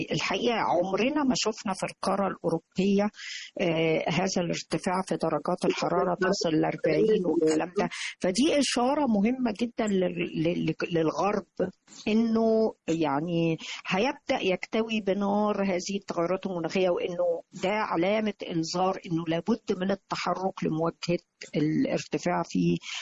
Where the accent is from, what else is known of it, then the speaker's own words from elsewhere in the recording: Egypt; يعني ما بيبقاش فيه اهتمام عندنا في مصر